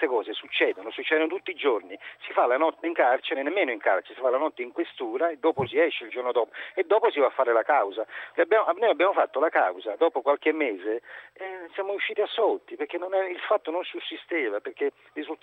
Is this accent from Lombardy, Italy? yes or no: no; Naples, Campania, Italy; perché noi venivamo da Napoli centro, no? Questa è una zona tipo Forcella, sai quelle cose lì, noi siamo di quella zona proprio del centro